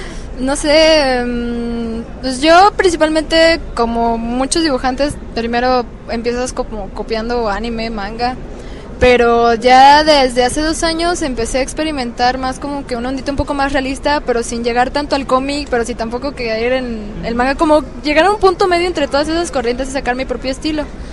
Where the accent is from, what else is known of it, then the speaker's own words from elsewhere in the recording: Cancún, Quintana Roo, Mexico; yo soy de Cancún